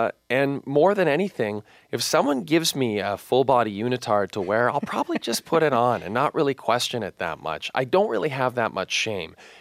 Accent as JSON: {"language": "English", "country": "Canada", "said": "But more than that, I'm from Canada and I like Canadian sports."}